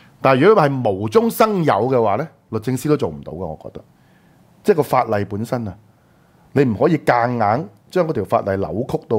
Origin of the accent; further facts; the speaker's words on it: Hong Kong; 即係俾個答覆我哋香港人都好